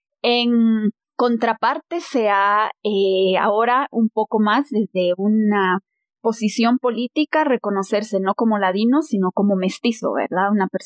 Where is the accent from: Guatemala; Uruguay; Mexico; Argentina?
Guatemala; ¿qué somos los guatemaltecos?